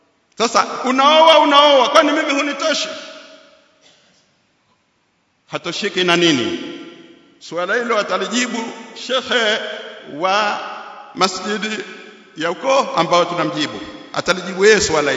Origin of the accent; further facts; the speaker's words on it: Zanzibar, Tanzania; Sisi tumezaliwa Zanzibar, tumesoma Zanzibar, tunajua zaidi.